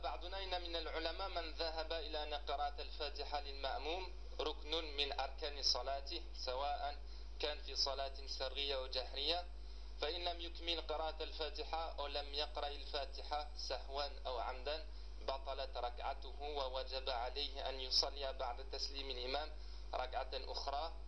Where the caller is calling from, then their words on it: France; أنا أخ من فرنسا، هل الوقت مناسب لسؤال؟